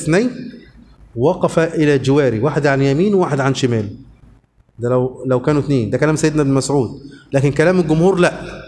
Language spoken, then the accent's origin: Arabic; Luxor, Luxor Governorate, Egypt; انا من الاقصر انا اصلا من الاقصر